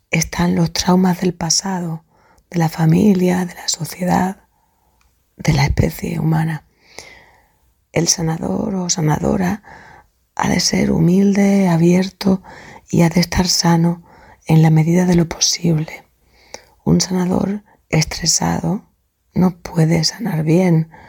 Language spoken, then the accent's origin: Spanish; Seville, Andalusia, Spain; soy de Sevilla y tengo 61 años.